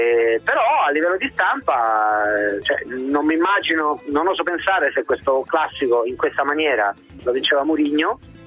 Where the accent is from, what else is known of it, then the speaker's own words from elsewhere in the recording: Emilia-Romagna, Italy; io sono emiliano